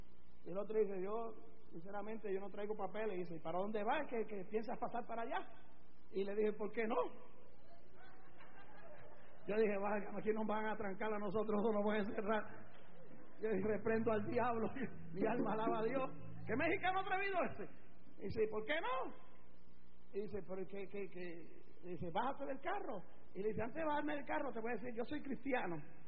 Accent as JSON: {"language": "Spanish", "country": "Puerto Rico", "said": "yo soy americano, ciudadano americano porque yo soy puertorriqueño, Puerto Rico pertenece a Estados Unidos, pero yo soy latino como mexicano, como el dominicano, como el cubano, como el peruano, soy latino, esta sangre es latina"}